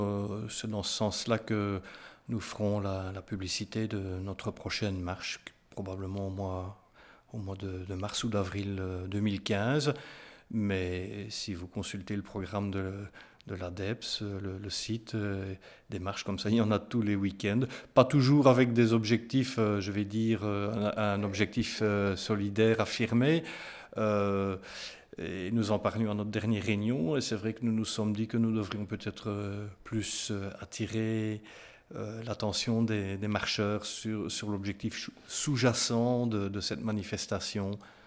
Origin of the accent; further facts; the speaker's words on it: Namur, Wallonia, Belgium; Je suis né à Namur, je vous l'ai dit. Je ne sais pas, oui, je vous l'ai dit. Oui, j'ai vécu en ville jusqu'à l'âge de 30, 31, 32 ans.